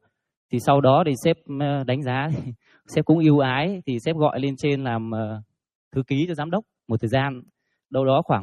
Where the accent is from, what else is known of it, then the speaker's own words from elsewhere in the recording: Hai Phong, Vietnam; em cũng sinh ra là nông thôn, bố mẹ em làm nghề nông. Và em đến từ Hải Phòng. Bố mẹ em thì cũng làm nghề nông